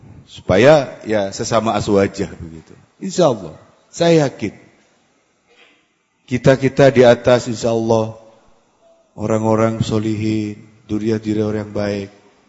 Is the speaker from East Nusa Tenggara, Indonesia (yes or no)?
no; East Java, Indonesia; Saya dari Madura